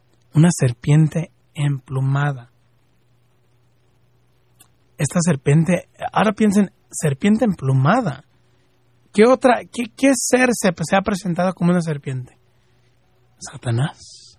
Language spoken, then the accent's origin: Spanish; Guadalajara, Jalisco, Mexico; soy guadalupano, soy mexicano, soy de Guadalajara, Jalisco